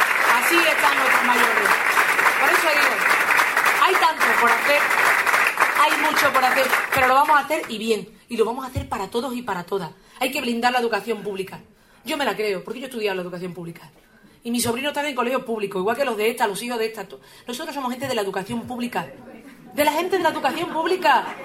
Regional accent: Andalusia, Spain; Digo, ay, que los andaluces somos peores españoles o qué.

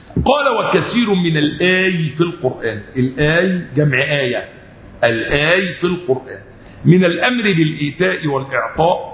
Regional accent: Egypt; إحنا أصبحنا حياتنا كمصريين أصبحنا نقلد الخلايجة

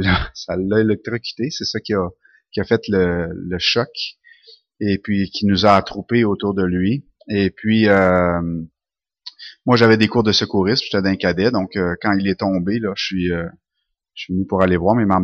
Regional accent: Sherbrooke, Quebec, Canada; also born or lived in Saint-Henri; Je suis né à Saint-Henri. J'ai pas grandi là, par contre, ma mère venait de Sherbrooke et ma famille aussi, donc on est déménagé à Sherbrooke tout de suite, très très jeune.

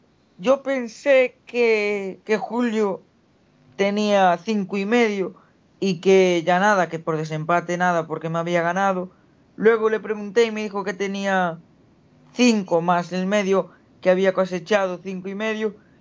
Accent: Vilagarcía de Arousa, Galicia, Spain; si gano soy su campeón, en Villa García, en mi tierra, no me puedo quejar.

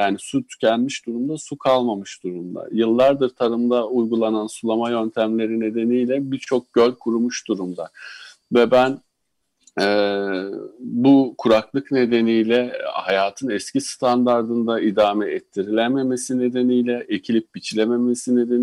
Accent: Sivas, Turkey; born there; Ben bu arada Sivas'ta, Bozkır'da, Orta Anadolu'da bir köyde doğdum.

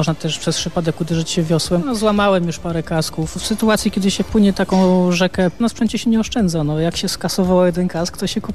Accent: Lower Silesian Voivodeship, Poland; born there; Ja mam to szczęście, że się urodziłem w Karkonoszach

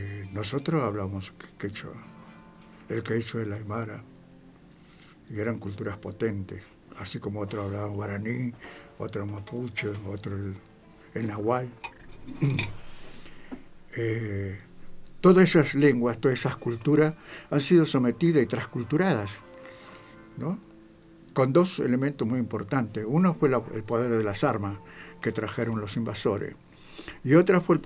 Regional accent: Salta, Argentina; soy un collo salteño, transculturado.

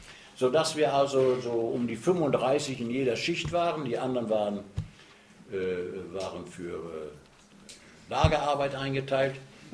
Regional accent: North Rhine-Westphalia, Germany; bei uns im Ruhrgebiet heißt doch der Bergmann, das ist der Püttmann.

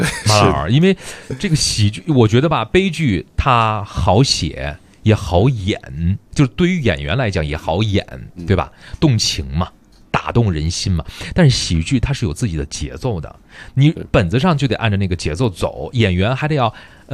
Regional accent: Beijing, China; 刚刚接触咱们北京人的时候呢

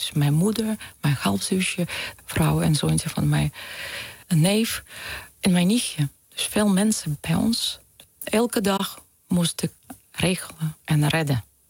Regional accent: Russia; Dutch is a second language; also born or lived in Ukraine; Want wij zijn geboren in Oekraïne. Maar omdat als kinderen, wij waren door de werk van mijn vader gebracht naar Rusland.

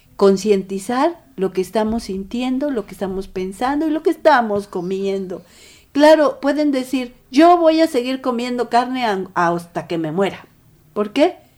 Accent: Mexico; que son lo que nos va a matar como mexicanos o mexicanas

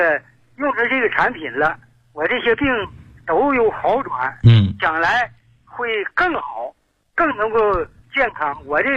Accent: Zhaodong, Heilongjiang, China; 我是来自黑龙江省肇东市的

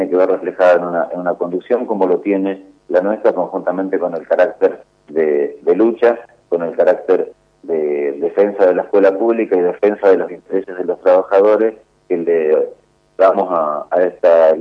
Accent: Coronel Suárez, Buenos Aires Province, Argentina; yo soy nacido y criado en provincia de Buenos Aires, en una localidad que se llama Coronel Suárez.

